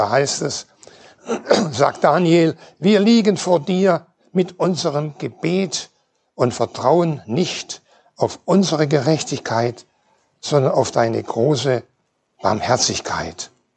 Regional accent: Schleswig-Holstein, Germany; aus der Freien Evangelischen Gemeinde in Norderstedt. Ich komme also aus Schleswig-Holstein.

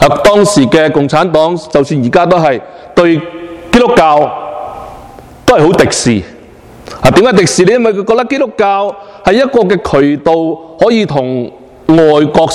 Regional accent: China; 我们中国人呢其实都有一个非常好的传统

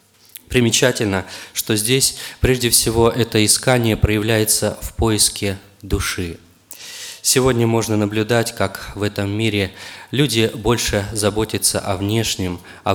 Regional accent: Oryol, Oryol Oblast, Russia; я из Орла

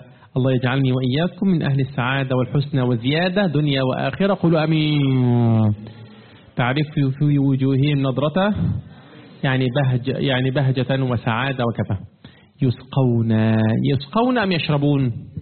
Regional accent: Egypt; لا أعرف يا أخوانا كيف الحال في بلادكم، لكن عندنا في مصر قديما كان موجود ماذا؟

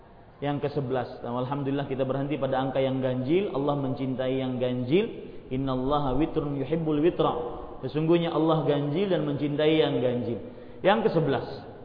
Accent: Banjarmasin, South Kalimantan, Indonesia; Pernah suatu ketika di Banjarmasin kota saya

